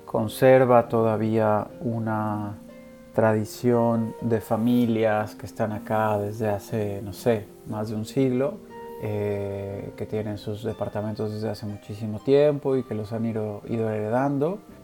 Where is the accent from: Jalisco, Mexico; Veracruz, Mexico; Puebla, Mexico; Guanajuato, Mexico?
Puebla, Mexico; also born or lived in Mexico City; now in Barcelona, Spain; en Barcelona, donde vivo desde finales del 2017. Soy originario de la Ciudad de México, pasé mi infancia y adolescencia en Puebla y después la licenciatura y la maestría las hice en la Ciudad de México